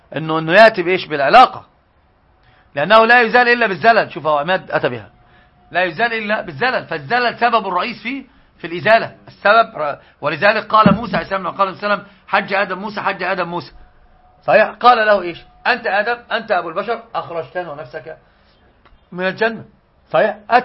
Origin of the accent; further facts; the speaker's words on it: Egypt; طبعا عندنا في مصر